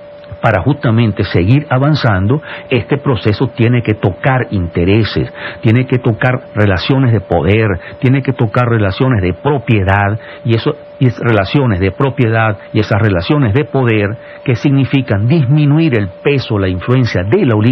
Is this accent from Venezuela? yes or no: yes; Venezuela; Entonces, sí, todos somos venezolanos, claro que somos venezolanos